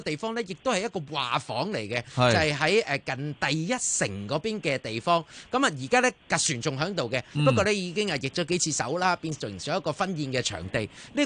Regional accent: Hong Kong; 即係我哋香港人都要做埋一個有心嘅顧客咯。

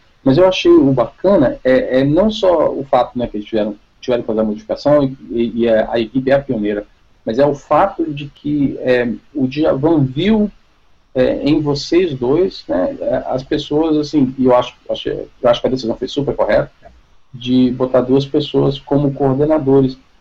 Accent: Espírito Santo, Brazil; Pô, então você é capixaba, eu vim daí também.

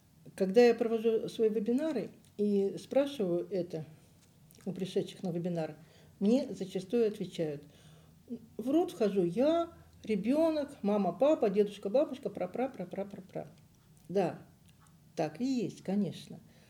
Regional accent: Donetsk, Donetsk Oblast, Ukraine; moved away as an adult; also born or lived in Barvenkove / Leningrad / Zelenograd; Родилась я в Барвенково, Харьковской области, где мои предки прожили 400 лет, казаки-характерники. Выросла я в Донецке, школу закончила. Институт я закончила в Ленинграде. Замуж вышла в Зеленограде.

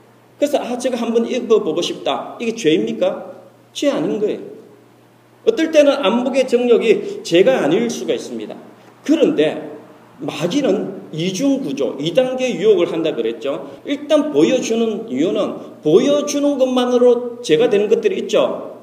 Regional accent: South Korea; 뭐 대한민국 사람으로서 약간의 자부심도 있기는 하지만

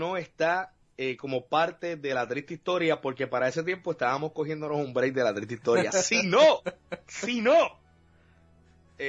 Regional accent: Puerto Rico; Somos de Puerto Rico, la gran mayoría acá.

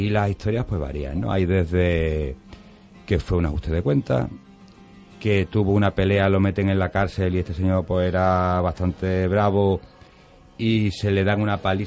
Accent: Algeciras, Andalusia, Spain; now in Seville, Spain; yo soy algecireño, mucha honra, aunque vivo aquí en Sevilla hace muchos años, pero yo soy de Algeciras.

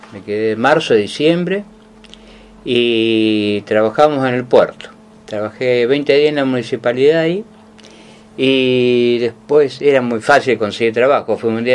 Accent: Venado Tuerto, Santa Fe, Argentina; nací en Venado Tuerto, nací en 1963, como dijo … con Kennedy a la cabeza. Ajá. Y bueno, sí, nací, me crié en Venado

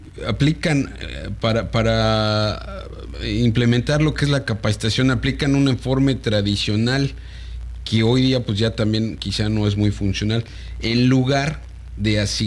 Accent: Mexico; no en balde somos mexicanos, y somos altamente talentosos

